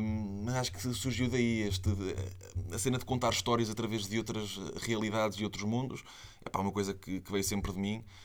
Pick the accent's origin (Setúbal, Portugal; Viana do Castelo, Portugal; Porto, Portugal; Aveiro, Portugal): Aveiro, Portugal; primeiro sou de Aveiro e os estúdios são todos em Lisboa